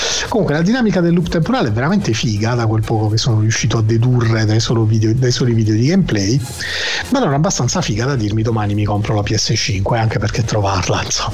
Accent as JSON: {"language": "Italian", "region": "Apulia", "country": "Italy", "said": "Avete ragione, ragazzi, sono pugliese, perdonate, ho questa inflessione orrenda."}